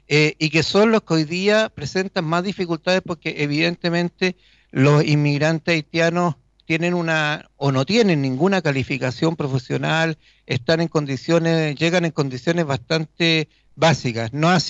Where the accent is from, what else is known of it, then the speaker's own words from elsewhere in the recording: Chile; Nosotros como chilenos responsables no podemos abrir nuestras fronteras y que entre cualquiera.